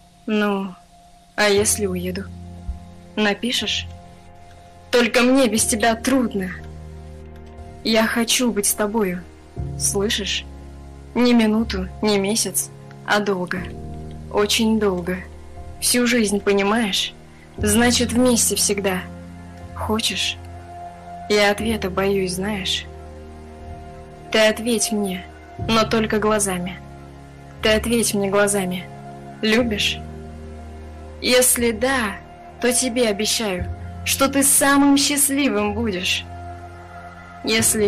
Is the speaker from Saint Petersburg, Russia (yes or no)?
no; Ufa, Bashkortostan, Russia; Я с Уфы, да, я здесь родилась.